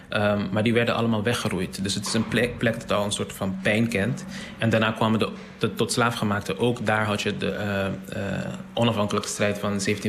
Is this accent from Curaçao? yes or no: yes; Curaçao; En ik ben daar opgegroeid. Of tenminste, ik ben op Curaçao opgegroeid.